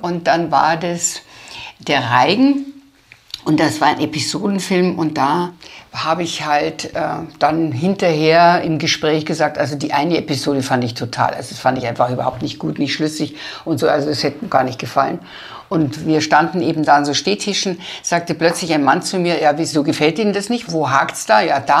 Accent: Landau an der Isar, Bavaria, Germany; Bei uns in Landau an der Isar gab es ein Kino

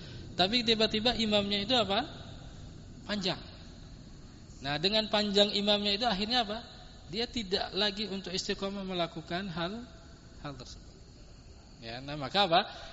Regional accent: Godean, Special Region of Yogyakarta, Indonesia; apalagi kalau di kampung saya di sana di Godean gitu kan

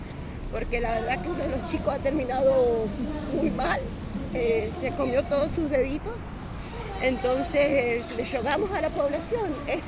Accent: Angaco, San Juan, Argentina; yo soy de Angaco. En Angaco nosotros hemos presentado un proyecto.

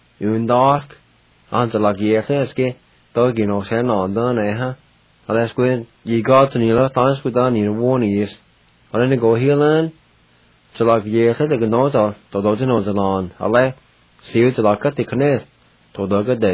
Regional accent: Jay, Oklahoma, United States; he and I grew up together in Jay.

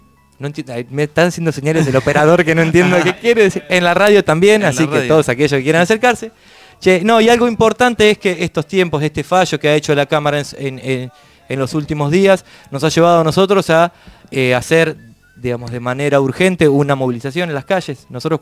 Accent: La Plata, Buenos Aires Province, Argentina; Los que somos de La Plata vemos cómo de a poco el negocio inmobiliario, ¿no? va creciendo cada vez más

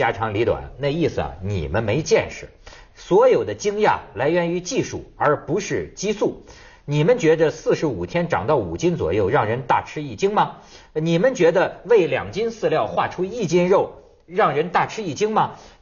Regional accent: China; 我们中国人民呢、陷入了一个就是困境

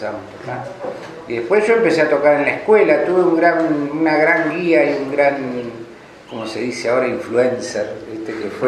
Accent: Morón, Buenos Aires Province, Argentina; born there; now in Bariloche, Argentina; No, nací en Buenos Aires, en Morón. Y vine en el año 69.

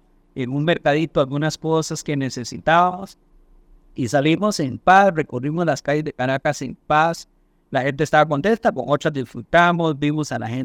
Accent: Costa Rica; Por lo menos como costarricense

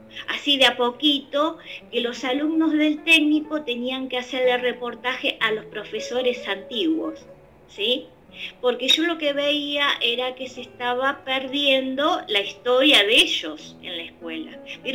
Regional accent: Ituzaingó, Buenos Aires Province, Argentina; yo soy de Ituzaingó, donde en los alrededores de la provincia no hay arte.

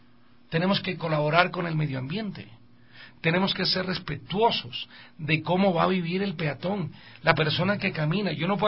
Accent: Quito, Pichincha, Ecuador; Basta, no somos vos los ecuatorianos que vivimos en Quito.

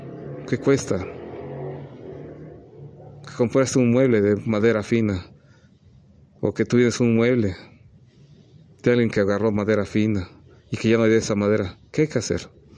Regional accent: Mexico; para que no se pierda, ni se siga perdiendo mi pueblo mexicano, de nuestra perla mexicana

